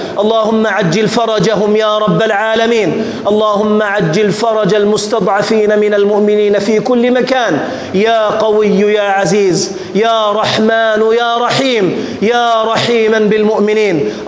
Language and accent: Arabic; Jordan; احفظ بلدنا الأردن